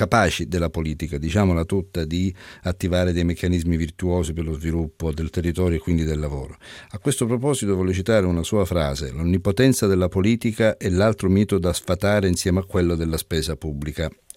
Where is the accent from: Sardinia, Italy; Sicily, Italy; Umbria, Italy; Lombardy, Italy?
Sicily, Italy; e sono un siciliano quindi ne ho contezza